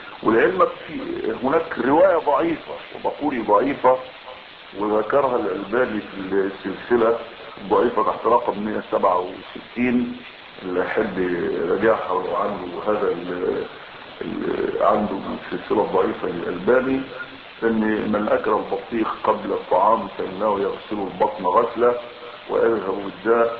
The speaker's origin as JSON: {"language": "Arabic", "country": "Egypt", "said": "وهذه قضية حقيقية عندنا بالذات كمصريين، نحن لا نحسن ان نأكل."}